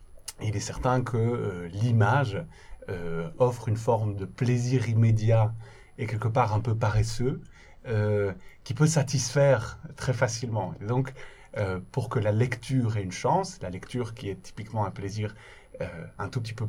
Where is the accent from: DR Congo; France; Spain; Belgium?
Belgium; Alors, je suis originaire de Belgique